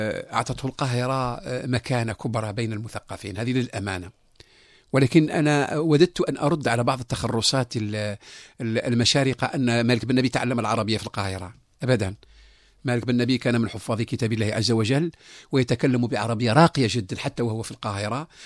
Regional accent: Algeria; كلنا كجزائريين أن نستمع إلى بعضنا البعض

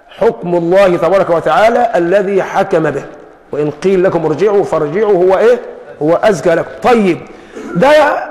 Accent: Egypt; يعني ما احنا كمصريين يعني عندنا السرجيه دي

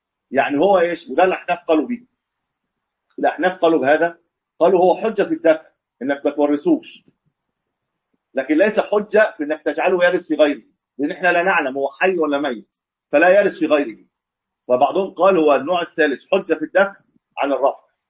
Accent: Egypt; ما ادري عندنا في مصر الاثنين بياخذوا الحكم خمس سنوات

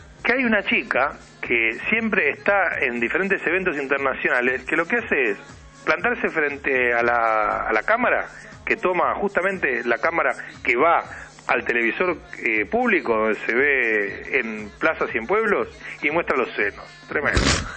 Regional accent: Argentina; Para que puedan pronunciar el idioma donde van y nos dejen bien parados como argentinos.

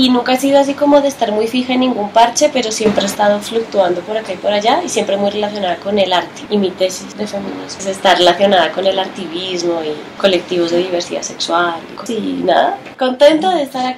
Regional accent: Spain; Soy española, para los que tengan dudas cuando me escuchen hablar.

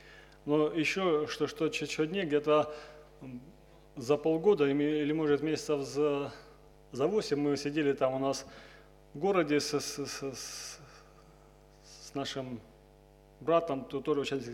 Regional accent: Nevinnomyssk, Stavropol Krai, Russia

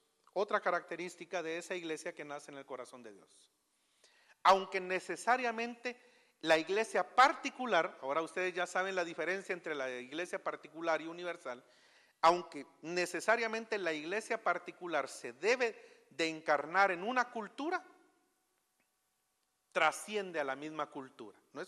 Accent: Guatemala; lo mejor sería para nosotros expresarnos como guatemaltecos en nuestra adoración y no imitar.

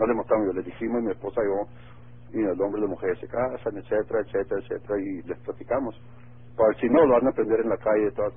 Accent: Mexico; also born or lived in United States; Yo soy mexicano, pero nacido en United States.

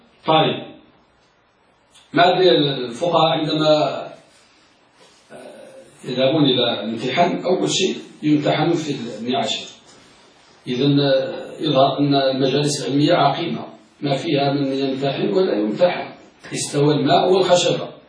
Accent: Morocco; نحن من المغرب يا مغرب العرب.

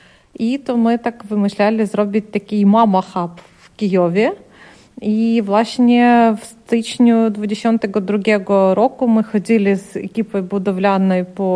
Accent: Ukraine; Polish is a second language; A kiedy my tutaj też jako Ukraińcy, jako ludzie też z takim doświadczeniem

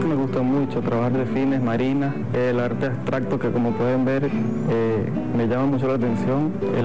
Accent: Anaco, Anzoátegui, Venezuela; born there; Nací aquí en Anaco, estado Anzoátegui

